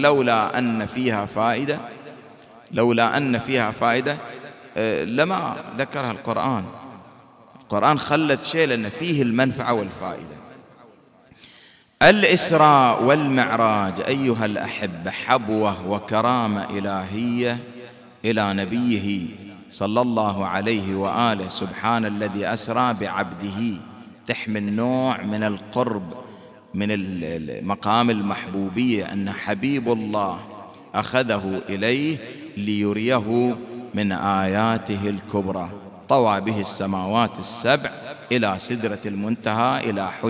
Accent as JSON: {"language": "Arabic", "country": "Bahrain", "said": "حينما كان من المعروف والمشهور عندنا في البحرين"}